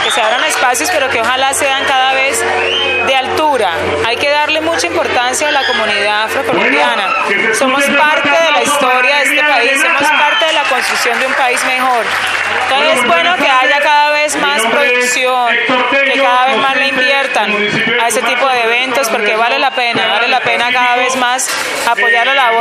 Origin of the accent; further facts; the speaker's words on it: Cúcuta, Norte de Santander, Colombia; now in Bogotá, Colombia; yo soy de Soacha prácticamente, soy de Cúcuta, pero cuando llegué a Bogotá empecé a vivir acá y recuerdo muchas cosas. Y yo soy de Colombia